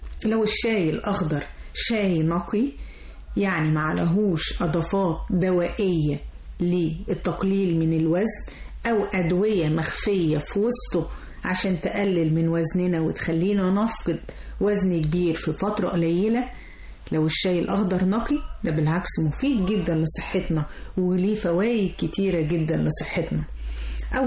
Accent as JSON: {"language": "Arabic", "country": "Egypt", "said": "وطبعا كلنا كمصريين بنحب نحبس بالشاي"}